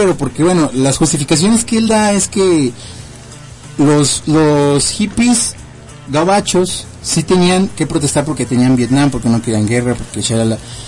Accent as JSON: {"language": "Spanish", "country": "Mexico", "said": "la idea es de México porque aquí somos mexicanos, obviamente."}